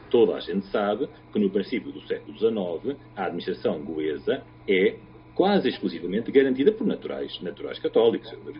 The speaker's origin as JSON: {"language": "Portuguese", "region": "Goa", "country": "India", "said": "eu sou goês, tentei centrar a perspectiva desde Goa."}